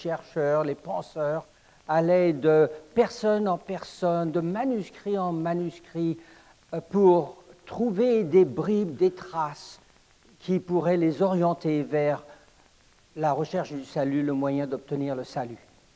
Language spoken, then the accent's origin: French; Paris, Île-de-France, France; Je suis né et j'ai grandi à Paris, alors c'est comme ça qu'on parle là-bas.